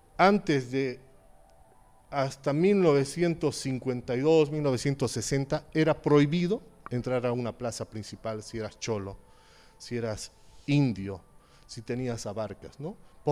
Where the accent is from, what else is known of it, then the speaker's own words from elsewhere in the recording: Bolivia; somos bolivianos y por lo tanto Bolivia no es solamente el que tiene el nombre